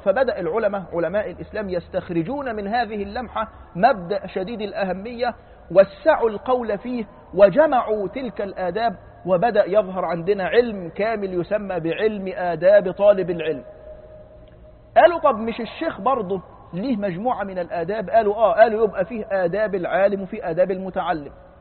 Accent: Egypt; قلت له أنا فلان الفلاني من مصر

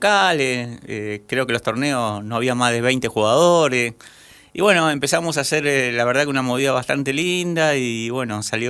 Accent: Curuzú Cuatiá, Corrientes, Argentina; born there; yo ya tengo 45 años, así que tengo varios ya kilómetros recorridos. Bueno, yo nací en Curuzucuatiá, en el sur de Corrientes.

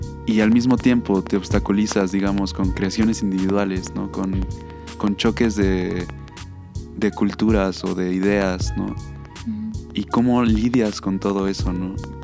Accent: Mexico; como sociedad, como mexicanos

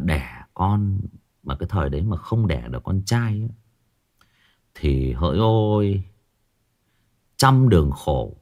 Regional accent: Hưng Yên, Vietnam; vào thời nhà Nguyễn ở quê tôi ở Hưng Yên có ông quan đốc học làm ở trong triều

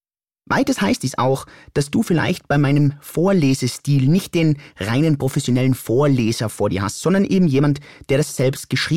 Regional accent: Innsbruck, Tyrol, Austria; accent: Innsbruck dialect; Und auch wenn ich vielleicht hin und wieder meinen Innsbrucker Dialekt ein bisschen zum Vorschein bringe

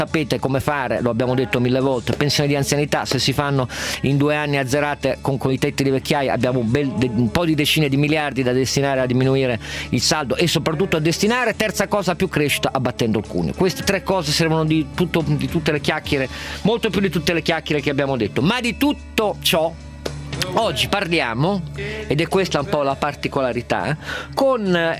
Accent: Turin, Piedmont, Italy; perché sono torinese

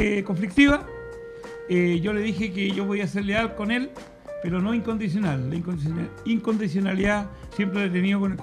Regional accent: Los Vilos, Coquimbo, Chile; born there; nací en Los Vilos. Mi abuela era católica y comunista.

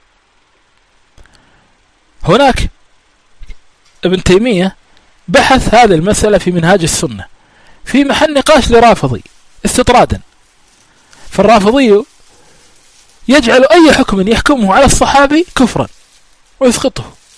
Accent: Kuwait; ها صار عندنا بالكويت عدة مرات

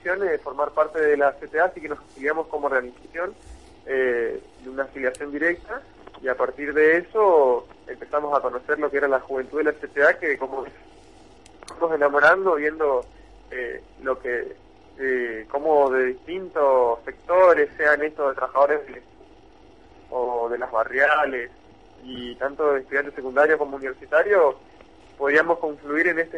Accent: Posadas, Misiones, Argentina; yo soy de Posadas, soy de acá de la ciudad de Posadas, estudiante universitario, dentro de la juventud de la CTA.

